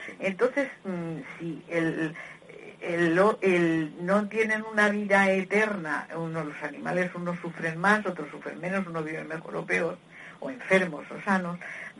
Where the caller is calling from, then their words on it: Madrid, Community of Madrid, Spain; Buenos días … de Madrid.